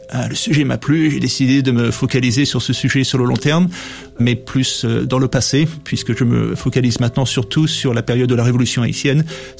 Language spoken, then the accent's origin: French; Guadeloupe, France; now in United States; Je suis natif de la Guadeloupe, autre ancienne colonie française